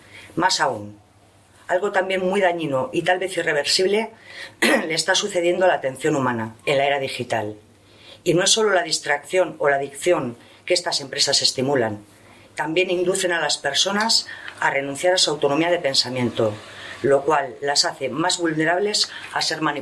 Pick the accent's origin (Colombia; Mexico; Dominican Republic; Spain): Spain; Palencia, Castile and León; Vengo de Palencia